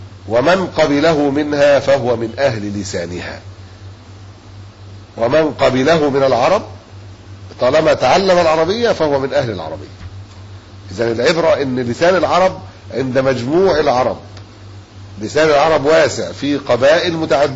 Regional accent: Egypt; إحنا مصريين في الأصل

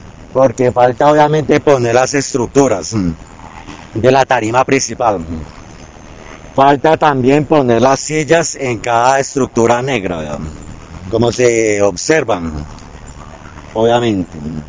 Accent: Bogotá, Bogotá Capital District, Colombia; born there; now in Choachí, Colombia; no soy de Choachí, nací en Bogotá y vivo acá en Choachí desde hace, ahorita ya en octubre, ya para 7 años.

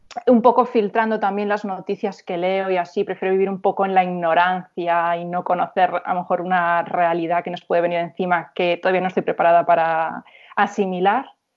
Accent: A Coruña, Galicia, Spain; aparte yo soy de Monte Alto, que si conoces la ciudad es como uno de los barrios más kinkies y así.

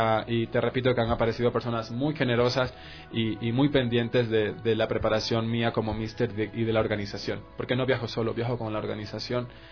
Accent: Manabí, Ecuador; Como manavita que soy, muy orgulloso de representar mi tierra y ahora representar a mi país.

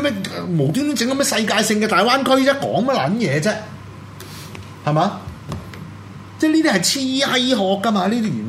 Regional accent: Hong Kong; 我哋香港人喺大陸買樓係咪有特權啊

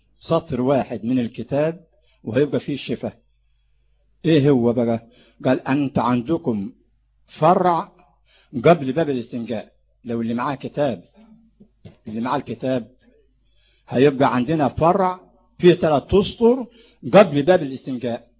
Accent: Sharqia Governorate, Egypt; والفجوس ده عندنا في الشرقية

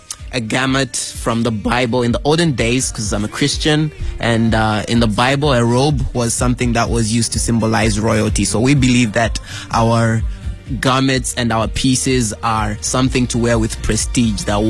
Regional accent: Zambia; We're from Zambia, so we're trying to sell out the Zambian brand to the people.

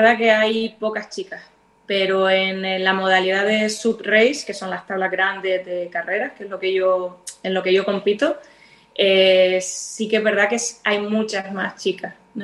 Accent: Fuerteventura, Canary Islands, Spain; tengo la suerte de vivir haber nacido y criado en Fuerteventura, que para mí es un paraíso.

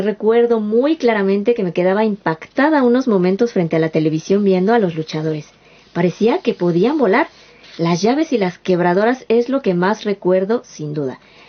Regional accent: Mexico City, Mexico; Como mexicana de Ciudad de México, la lucha libre es algo que está casi en mis genes.

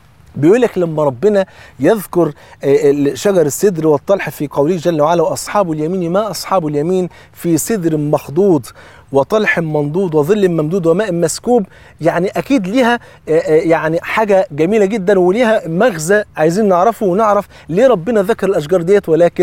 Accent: Egypt; وطبعا أنت عارفين الفول عندنا في مصر فرض عين

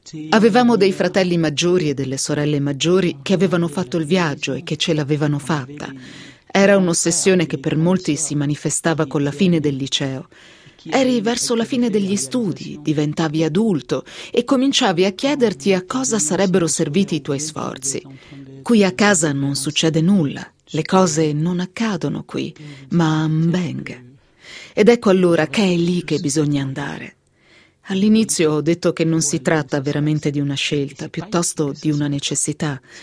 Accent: Cameroon; moved away as an adult; quando stavo per compiere 20 anni, mi sono resa conto che nel mio paese, il Camerun, non avevo nessuna possibilità di realizzare quelli che erano i miei sogni.

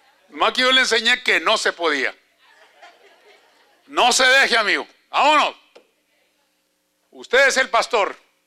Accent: Mexico; now in United States; yo soy mexicano.

